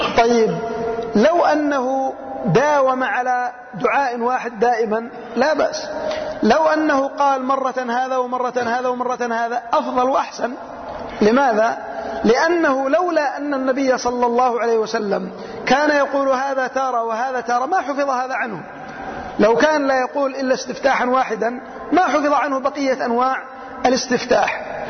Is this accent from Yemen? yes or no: yes; Yemen; أناس عندنا في اليمن يسيرون على هذا الطريق